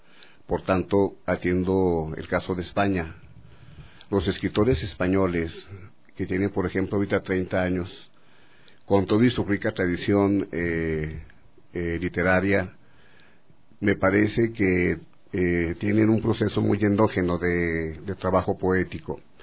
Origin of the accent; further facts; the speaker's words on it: Ciudad Juárez, Chihuahua, Mexico; Yo soy de Ciudad Juárez. Yo vivo donde empieza o donde termina América Latina. Dentro de México somos una ciudad y una cultura periférica, es muy externa.